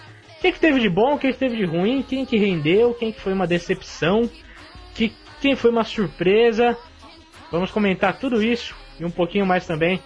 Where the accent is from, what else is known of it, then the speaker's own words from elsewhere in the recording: São Paulo, Brazil; accent: paulista; A gente já tem o sotaque de Minas com o …, já tem o sotaque paulista comigo e com o … e com o …